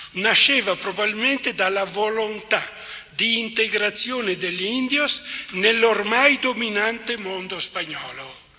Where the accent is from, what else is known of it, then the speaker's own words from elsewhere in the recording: Veneto, Italy; anch'io son veneto, quindi sono vicino anch'io alla Germania